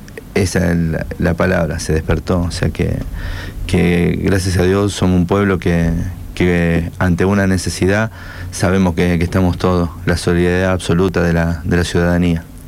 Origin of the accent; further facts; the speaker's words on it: Rosario, Santa Fe, Argentina; Como rescatista, como bombero, como rosarino.